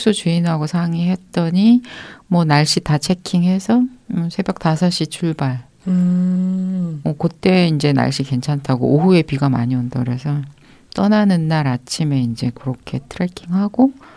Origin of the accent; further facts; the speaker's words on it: South Korea; 근데 이제 한국인으로서 한국 사회를 되돌아보게 하는 그런 영화잖아요